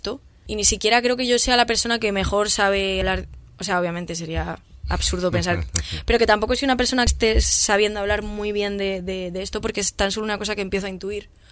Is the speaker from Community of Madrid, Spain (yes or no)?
yes; Madrid, Community of Madrid, Spain; yo desconocía, pues porque soy una persona de Madrid.